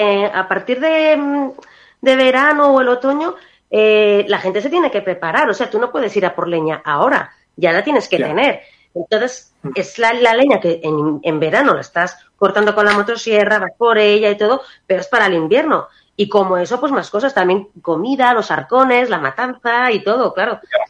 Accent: Maraña, Castile and León, Spain; que yo soy de Maraña, pues me sale solamente cosas bonitas, porque para mí es que es una joya

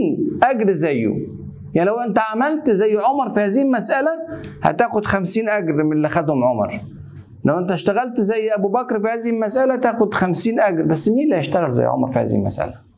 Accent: Egypt; زي ما كده بيقول عندنا في مصر اتعشت

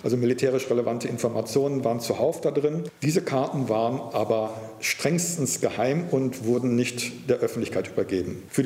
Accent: North Rhine-Westphalia, Germany; ich bin am Niederrhein aufgewachsen, dort gab es einen Flughafen der Royal Air Force.

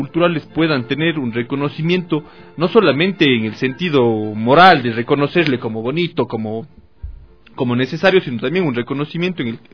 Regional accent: Ecuador; Bueno, creo que nada más nos llena de orgullo como ecuatorianos

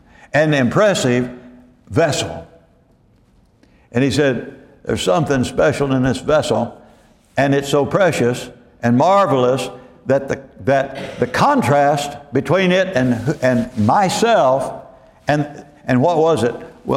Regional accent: Dallas, Texas, United States; I used to think when I came from Dallas and I got down here

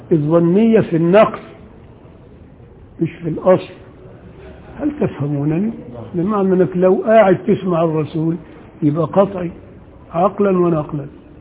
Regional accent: Upper Egypt, Egypt; انا راجل صعيدي وبغير على اللي هنا

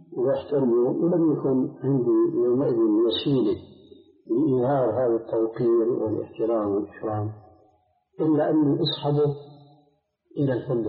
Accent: Syria; عندنا في الشام

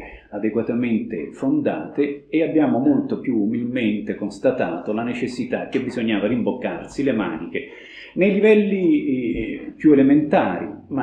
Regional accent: Rome, Lazio, Italy; Io mi sto occupando delle visite pastorali nell'ambito di Roma, vengo da Roma

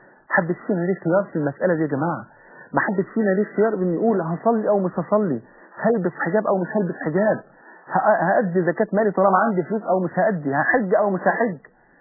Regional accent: Egypt; يا جماعه ده لسه من ثلاث ايام عندنا في مصر هنا

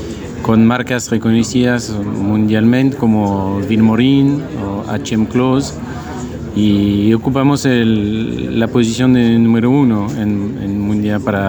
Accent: central France, France; now in Argentina; Soy francés y vivo acá.

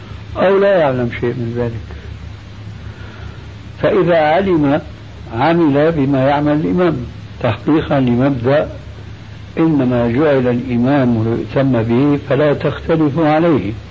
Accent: Syria; كما يقول عندنا في الشام

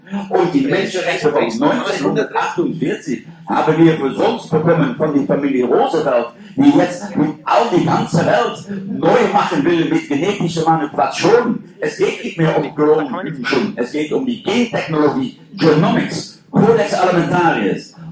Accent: Netherlands; ich komme aus Niederländer

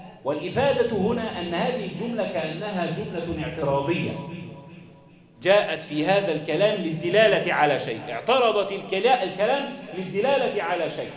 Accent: Egypt; واحفظ بلدنا مصر وسائر بلاد

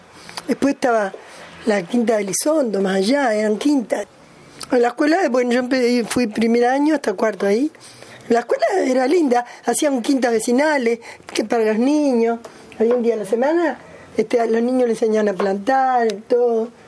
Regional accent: Minas, Lavalleja, Uruguay; Nosotros somos uruguayos.

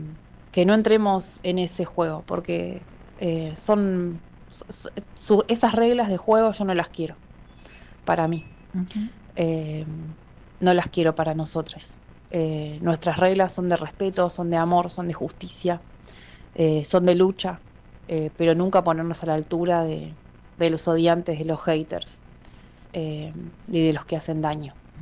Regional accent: Mar del Plata, Buenos Aires Province, Argentina; de Mar del Plata, activista por los derechos de los animales y ceramista.

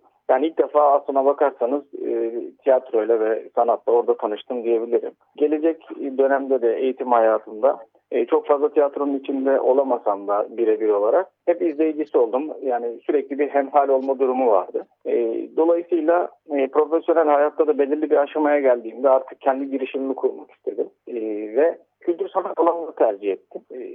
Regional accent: Istanbul, Turkey; born there; Ben 1985 yılında İstanbul'da doğdum

